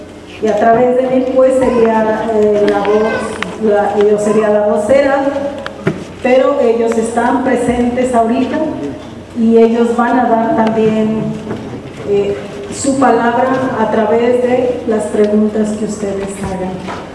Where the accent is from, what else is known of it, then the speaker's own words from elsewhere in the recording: Jalisco, Mexico; soy de Okinawa del sur de Jalisco.